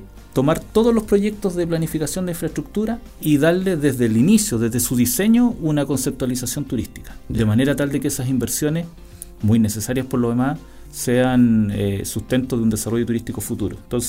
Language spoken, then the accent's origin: Spanish; Panguipulli, Los Ríos, Chile; cuando yo me vine de Panguipulli a Valdivia, me vine a un hogar universitario.